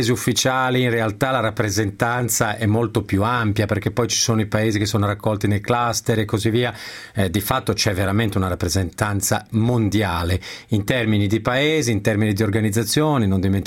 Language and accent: Italian; Milan, Lombardy, Italy; da milanese possiamo solo essere d'accordo